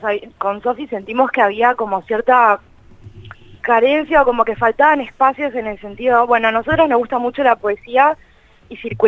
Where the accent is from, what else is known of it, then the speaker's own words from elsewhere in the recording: Buenos Aires, Argentina; soy periodista, soy de Capital Federal.